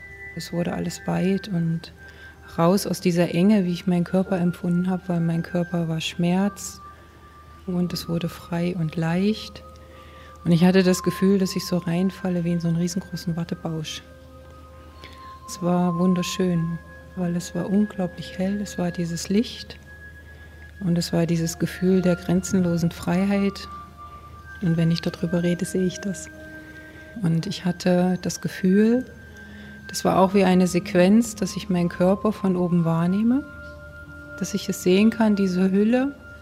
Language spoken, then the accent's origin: German; East Germany, Germany; wir hatten keine Berührung mit der Kirche und mir wurde auch keine Gottheit vermittelt, keine Religion. Zu DDR-Zeiten sowieso nicht. Ich komme aus dem Osten.